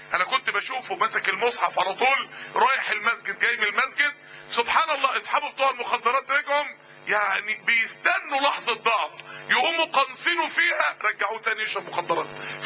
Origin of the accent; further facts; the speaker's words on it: Mansoura, Dakahlia, Egypt; يعني احنا كلنا من المنصورة، المنصورة الموضوع مش باين فيها